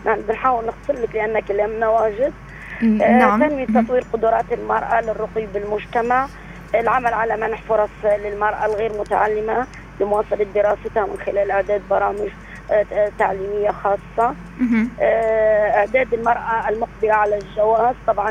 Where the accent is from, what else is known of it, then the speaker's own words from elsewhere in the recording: Libya; هذا موجود عندنا في ليبيا